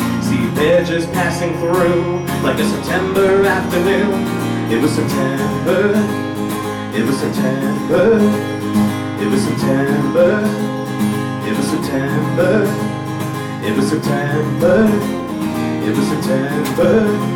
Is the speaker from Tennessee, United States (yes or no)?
no; Staten Island, New York, United States; As Dennis said, I'm from Stapleton, born and raised on Jackson Street.